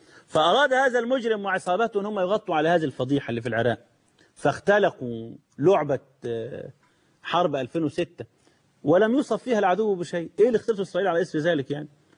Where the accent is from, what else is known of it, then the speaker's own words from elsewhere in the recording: Egypt; ده عندنا في مصر